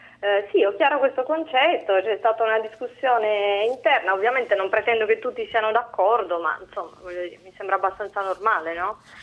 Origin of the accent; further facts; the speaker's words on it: Sassari, Sardinia, Italy; io sono sarda di Sassari